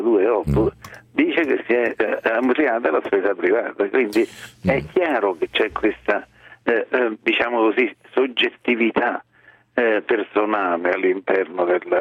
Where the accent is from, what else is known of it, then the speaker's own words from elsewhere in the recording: Rome, Lazio, Italy; io sono romano, ma se io penso a Roma